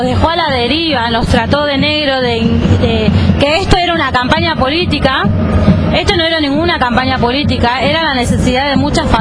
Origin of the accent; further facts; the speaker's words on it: Argentina; la verdad que siendo argentina me da vergüenza